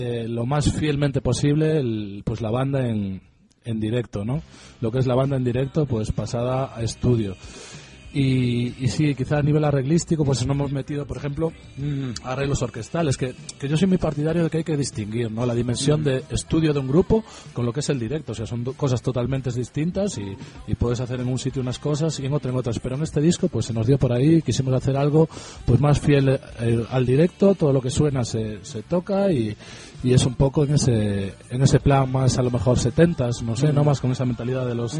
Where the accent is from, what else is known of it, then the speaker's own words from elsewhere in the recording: O Porriño, Galicia, Spain; Yo soy de un pueblo cerca de Vigo que se llama Oporriño